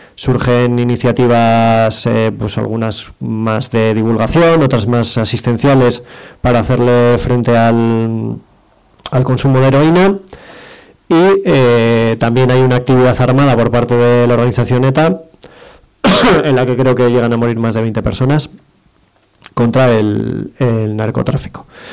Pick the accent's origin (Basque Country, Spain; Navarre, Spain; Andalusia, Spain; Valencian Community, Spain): Basque Country, Spain; Como vengo a hablar de Euskal Herria, pues hablo de lo mío.